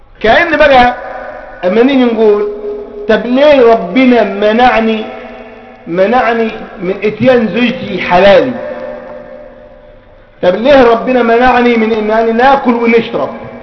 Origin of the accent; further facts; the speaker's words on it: Egypt; عندنا في مصر يقول لك صام وفطر على بصرة